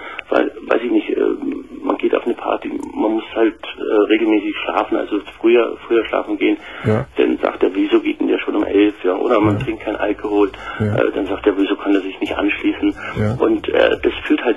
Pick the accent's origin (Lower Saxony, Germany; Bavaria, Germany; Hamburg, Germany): Bavaria, Germany; ich bin aus Bayern, hier ausgelegt.